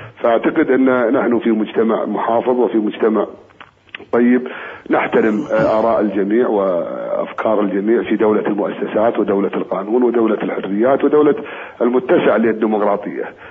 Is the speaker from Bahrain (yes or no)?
no; Kuwait; وإن شاء الله أن يعني مهما كان عندنا في الكويت من قضايا